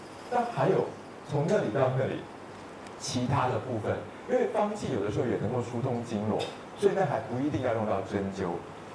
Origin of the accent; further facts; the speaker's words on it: Taiwan; 就像我们台湾这边